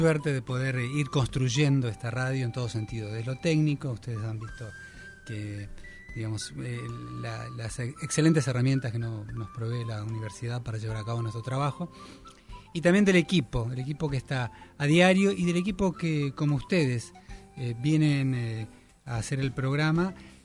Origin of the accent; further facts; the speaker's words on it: Presidencia Roque Sáenz Peña, Chaco, Argentina; also born or lived in Uruguay; Yo nací en Uruguay, pero de chiquito me fui a criar allá. A Presidencia, a la plaza.